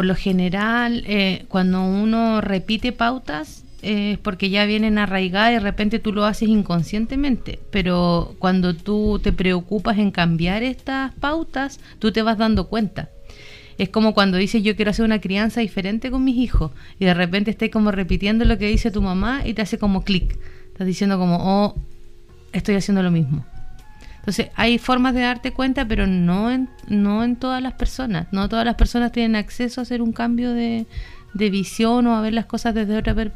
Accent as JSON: {"language": "Spanish", "country": "Chile", "said": "a nosotros como sociedad chilena nos ha costado mucho trabajar"}